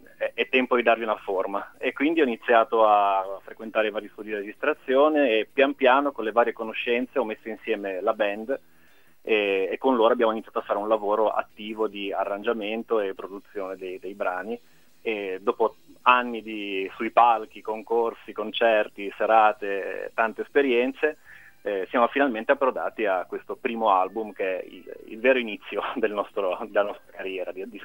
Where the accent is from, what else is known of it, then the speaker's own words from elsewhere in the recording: Genoa, Liguria, Italy; E comunque ormai vivo a Genova da sempre, quindi sì, sono genovese, ligure, però le origini sono tra il piemontese e il quasi toscano anche.